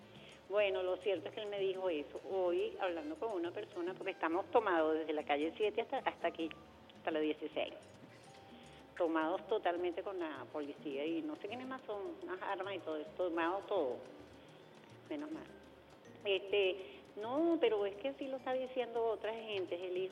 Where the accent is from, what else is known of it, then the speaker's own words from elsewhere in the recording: Venezuela; somos venezolanos